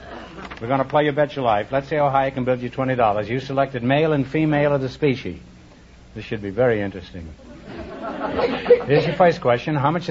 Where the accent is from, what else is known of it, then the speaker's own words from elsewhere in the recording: Manhattan, New York, United States; born there; I was born in New York, too, in Manhattan. I'm a slum boy.